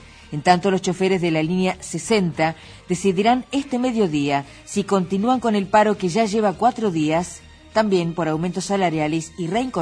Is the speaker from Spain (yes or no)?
no; Morón, Buenos Aires Province, Argentina; born there; Yo también nací en Morón, la clínica